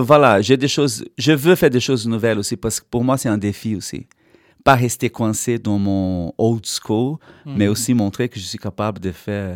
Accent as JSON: {"language": "French", "country": "Brazil", "lives_now": "Brussels, Belgium", "said": "Moi, je venais de la campagne du Brésil"}